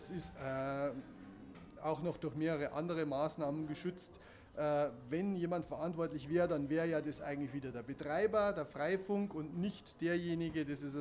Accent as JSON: {"language": "German", "town": "Munich", "region": "Bavaria", "country": "Germany", "said": "Also als Münchner"}